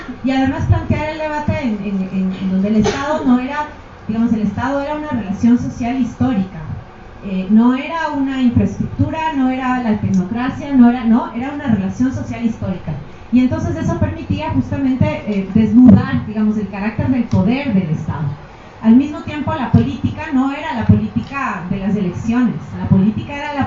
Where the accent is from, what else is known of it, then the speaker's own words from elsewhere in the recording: Ecuador; also born or lived in Peru; now in Mexico; Vengo de Ecuador, bueno, nací en Perú, pero vengo de Ecuador. Viví en Ecuador hasta hace poco, ahora estoy estudiando aquí en México.